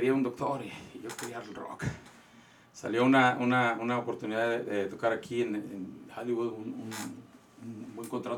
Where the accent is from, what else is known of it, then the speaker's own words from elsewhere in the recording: Guadalajara, Jalisco, Mexico; Ok, yo soy de Guadalajara, le voy a Guadalajara.